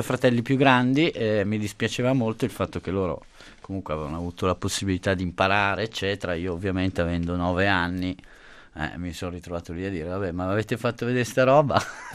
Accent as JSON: {"language": "Italian", "town": "Milan", "region": "Lombardy", "country": "Italy", "tie": "born there", "said": "io sono nato a Milano, ho una famiglia normalissima di Milano"}